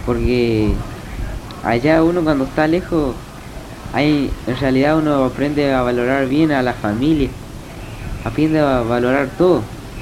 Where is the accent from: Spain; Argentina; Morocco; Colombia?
Argentina; Castelli, Chaco; Y además estaba vos y estaba parte de mí en el Chaco. Estaba mi pueblo ahí, Castelli.